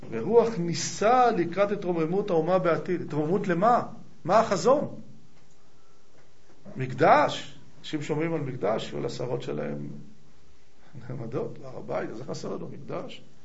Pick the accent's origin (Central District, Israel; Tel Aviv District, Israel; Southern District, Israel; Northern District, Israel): Tel Aviv District, Israel; Tel Aviv; אני אומר לו, תל אביבי.